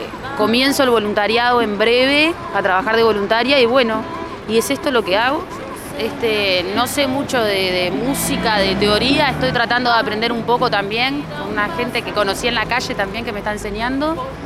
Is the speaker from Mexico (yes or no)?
no; Montevideo, Uruguay; Soy de Montevideo y estoy acá cantando, soy enfermera.